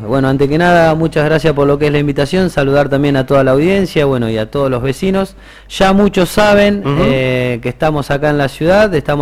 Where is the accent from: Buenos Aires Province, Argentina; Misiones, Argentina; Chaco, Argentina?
Buenos Aires Province, Argentina; Bahía Blanca; soy de Bahía Blanca, así que por ahí si lo llamamos de otra característica, ajá, no se asusten, pero bueno, soy particularmente Bahía Blanca